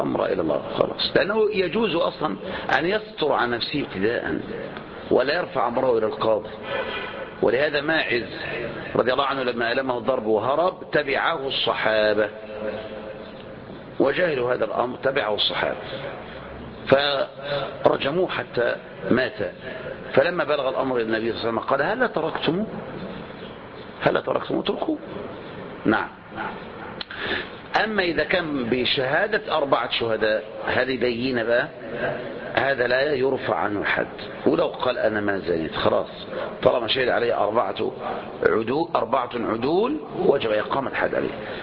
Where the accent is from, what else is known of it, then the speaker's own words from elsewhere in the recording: Egypt; مثل ما تقول ما نقول نحن هنا عندنا في مصر